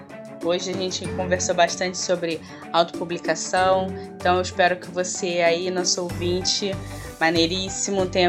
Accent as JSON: {"language": "Portuguese", "country": "Brazil", "said": "eu não fui descoberta porque eu sou do Brasil."}